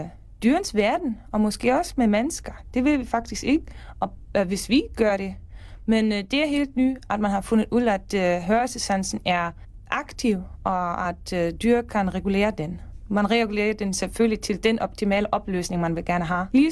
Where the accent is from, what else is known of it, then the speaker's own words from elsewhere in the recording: Germany; Danish is a second language; now in Denmark; og jeg er tysker, men jeg bor i Danmark de sidste 6 år.